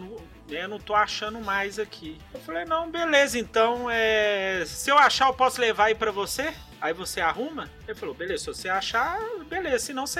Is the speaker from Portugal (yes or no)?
no; Minas Gerais, Brazil; Sou mineiro, mas não sou bobo, não.